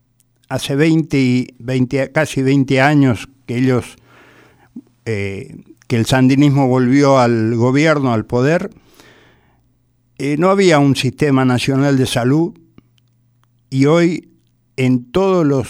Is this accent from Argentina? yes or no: no; Paraguay; Y es un pueblo que está como nosotros, como los paraguayos